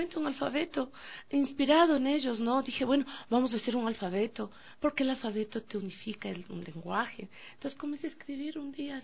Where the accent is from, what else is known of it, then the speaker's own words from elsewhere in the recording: Quito, Pichincha, Ecuador; Yo soy de aquí, del barrio de La Tola.